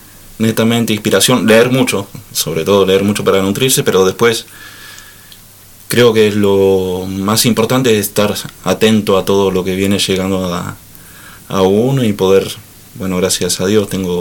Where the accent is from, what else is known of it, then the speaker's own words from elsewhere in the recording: Trenque Lauquen, Buenos Aires Province, Argentina; De la provincia de Buenos Aires, una ciudad llamada Trenquelauquen.